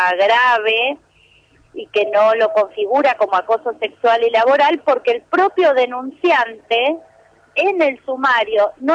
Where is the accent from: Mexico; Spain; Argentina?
Argentina; Neuquén; nosotras somos de Neuquén